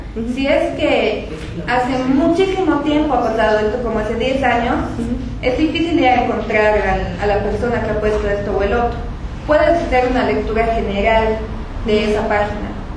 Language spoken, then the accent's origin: Spanish; La Paz, Bolivia; soy boliviana, soy paseña, socióloga